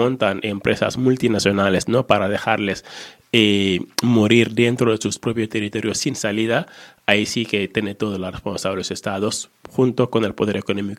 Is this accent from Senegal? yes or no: yes; Senegal; Yo soy de Senegal, un país en el África Negra, África del Oeste, un país bonito.